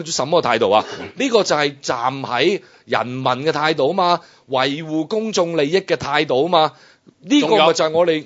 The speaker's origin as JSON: {"language": "Cantonese", "country": "China", "said": "咁你諗下，我呢個地係啊，我係中國人啊。不過咧，我係中國人，但係我都唔會俾我嘅細路仔喺呢度生活嘅。"}